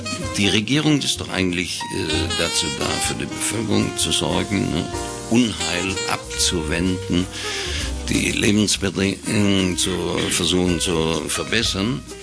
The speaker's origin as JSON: {"language": "German", "region": "Baden-Württemberg", "country": "Germany", "said": "wie man bei uns im Schwabenland sagt"}